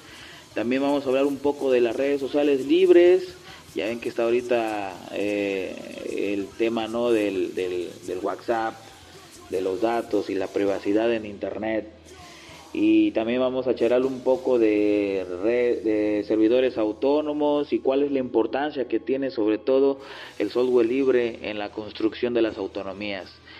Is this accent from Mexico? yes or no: yes; Acapulco, Guerrero, Mexico; soy del puerto de Acapulco